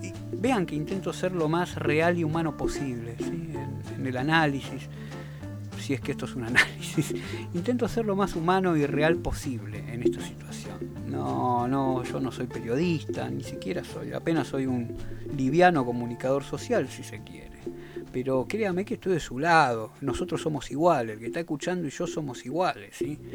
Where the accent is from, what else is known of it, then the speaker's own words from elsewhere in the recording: Argentina; ¿Vos sabés que soy argentino como vos?